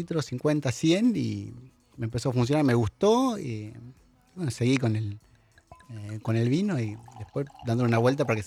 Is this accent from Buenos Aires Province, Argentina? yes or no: no; Santa Fe, Argentina; primero que yo no soy mendocino, soy santafesino.